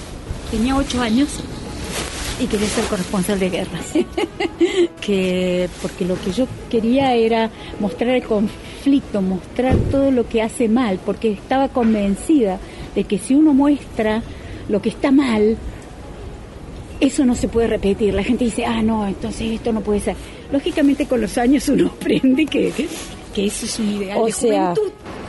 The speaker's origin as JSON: {"language": "Spanish", "region": "Córdoba", "country": "Argentina", "also_born_or_lived": "United States", "said": "yo soy de Córdoba"}